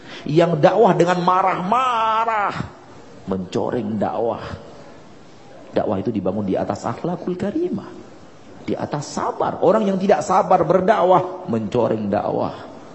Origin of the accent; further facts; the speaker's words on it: Padang, West Sumatra, Indonesia; Bukan gara-gara saya orang Padang ya.